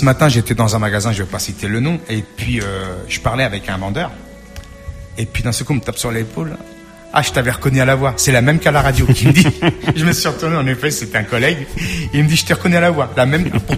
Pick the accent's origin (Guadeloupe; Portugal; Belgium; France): Portugal; French is a second language; C'est vrai que je fais mon émission plus en français qu'en portugais. Je suis portugais, hein.